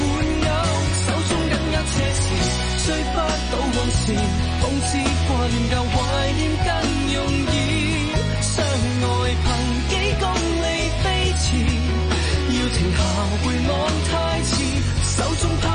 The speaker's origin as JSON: {"language": "Cantonese", "country": "Hong Kong"}